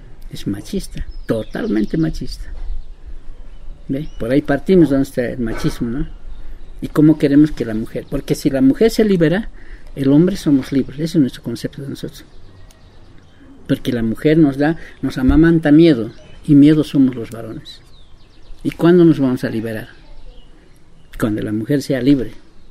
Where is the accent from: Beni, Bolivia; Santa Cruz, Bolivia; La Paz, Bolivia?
La Paz, Bolivia; Soy del Consejo de Amautas Indígenas del Tahuantín Suyo, de Corea Suyo, Bolivia, La Paz.